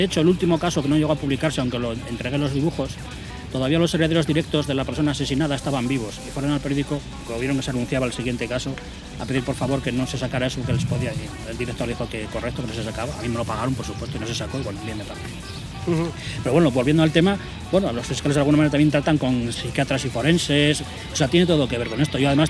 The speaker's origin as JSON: {"language": "Spanish", "town": "León", "region": "Castile and León", "country": "Spain", "said": "acaba de suceder un caso en mi tierra, León"}